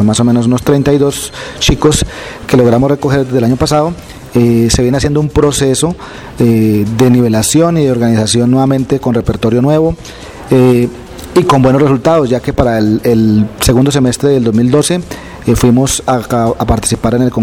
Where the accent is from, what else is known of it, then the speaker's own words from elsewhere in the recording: Agua de Dios, Cundinamarca, Colombia; soy el director de la banda municipal de La Mesa Cundinamarca. Soy oriundo de Agua de Dios, nací el 21 de octubre de 1968.